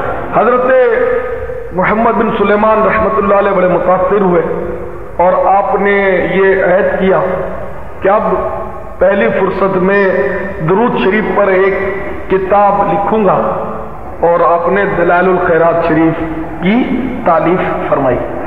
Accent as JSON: {"language": "Urdu", "town": "Karachi", "region": "Sindh", "country": "Pakistan", "tie": "born there", "said": "آبائی گاؤں کتیانہ ہے، جوناگڑھ اسٹیٹ، چونکہ والدین وغیرہ کتیانہ ہی تھے اس لیے ہم کتیانہ ہی کہلاتے ہیں۔ ویسے میں کراچی میں پیدا ہوا ہوں"}